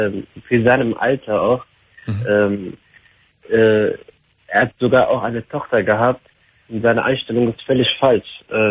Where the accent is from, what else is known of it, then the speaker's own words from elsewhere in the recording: Iraq; Ich komme aus dem Irak.